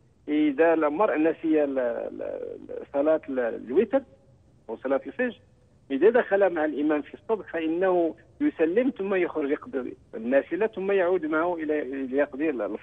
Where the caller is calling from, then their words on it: Morocco; في مسألة الحج جزاك الله خيرا، عندنا في المغرب هناك بعض الأناس من يقيم بعض الولائم قبل الذهاب إلى الحج